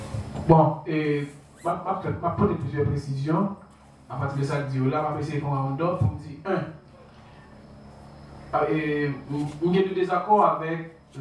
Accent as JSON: {"language": "French", "country": "Haiti", "said": "c'est pas parce que je suis haïtien."}